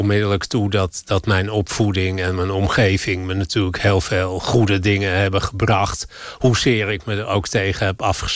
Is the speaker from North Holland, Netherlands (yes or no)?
yes; Amstelveen, North Holland, Netherlands; Ik ben in Amstelveen opgegroeid, in een keurige wijk, waar veel sociale controle was.